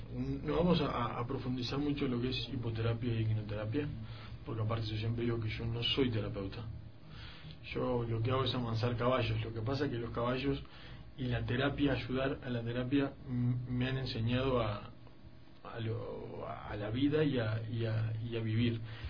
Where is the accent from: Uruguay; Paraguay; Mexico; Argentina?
Uruguay; soy uruguayo. Estoy acá en Ecuador dando un poco de lo que son talleres y conocimientos.